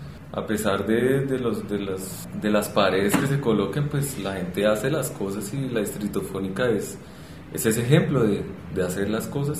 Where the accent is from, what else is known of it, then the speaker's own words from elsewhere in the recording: Colombia; yo en Brasil estaba también como representante colombiano